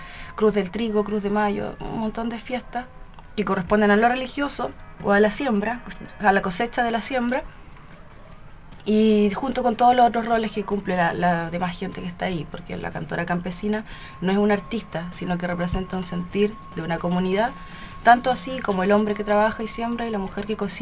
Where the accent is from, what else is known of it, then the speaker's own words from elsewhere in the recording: Chillán, Ñuble, Chile; also born or lived in Concepción; Yo nací en Concepción, pero después me fui a vivir a Chillán y con mi madre. Y en Chillán me fui a vivir al campo, ¿ya?